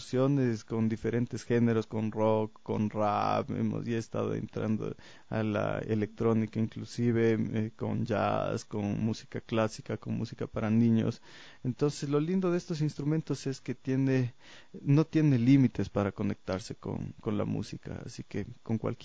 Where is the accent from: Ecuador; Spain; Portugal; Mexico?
Ecuador; demostrar como ecuatorianos que somos milenarios, que tenemos una identidad única